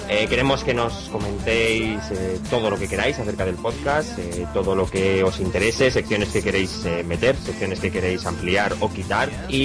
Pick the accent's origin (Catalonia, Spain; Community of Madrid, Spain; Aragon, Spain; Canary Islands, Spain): Aragon, Spain; Zaragoza; soy de Zaragoza